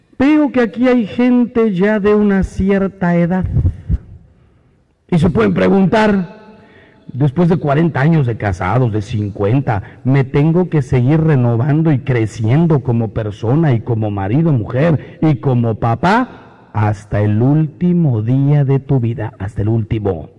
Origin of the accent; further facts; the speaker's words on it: Mexico; Soy mexicano, pero no vivo en México, vivo en un avión que desgraciadamente no es mío.